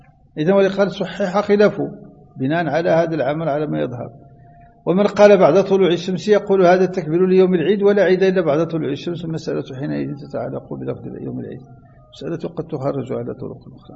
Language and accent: Arabic; Morocco; كما هو معتد عندنا في المغرب